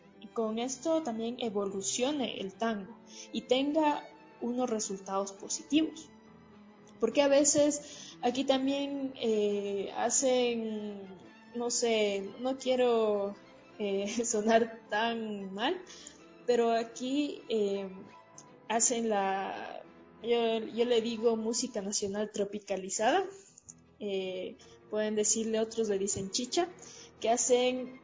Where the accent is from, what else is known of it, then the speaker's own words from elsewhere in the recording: Riobamba, Chimborazo, Ecuador; yo por ejemplo soy de Riobamba, si yo quiero experimentar, debo conocer al 100% lo que quiero romper